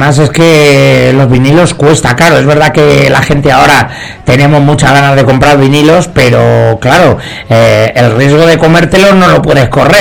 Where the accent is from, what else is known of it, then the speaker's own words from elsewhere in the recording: Albacete, Castilla-La Mancha, Spain; Sí, bueno, no lo he dicho, pero es que soy de Albacete, si no me equivoco, ¿verdad?